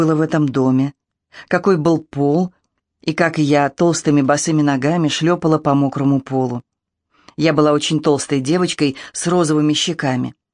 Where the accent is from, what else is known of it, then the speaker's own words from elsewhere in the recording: Moscow, Russia; Я по национальности москвичка, потому что москвичи – мои бабушка и дедушка. Точнее, они жили в Москве, а уже мама и папа полностью москвичи.